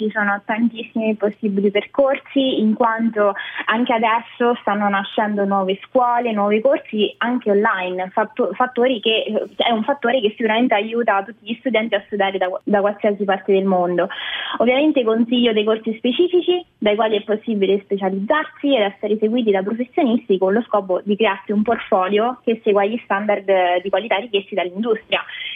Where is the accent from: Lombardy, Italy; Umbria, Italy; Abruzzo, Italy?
Abruzzo, Italy; io sono abruzzese e ho iniziato il mio percorso universitario a Torino, presso il Politecnico di Torino, facendo la laurea triennale in design e comunicazione visiva.